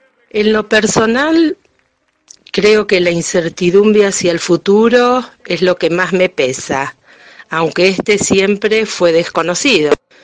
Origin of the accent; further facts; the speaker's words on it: San Lorenzo, Argentina; soy de San Lorenzo